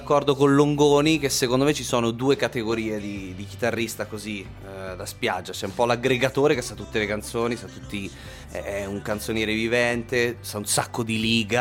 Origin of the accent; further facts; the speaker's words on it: Ascoli Piceno, Marche, Italy; born there; now in Milan, Italy; sono nato a Ascoli, ma praticamente...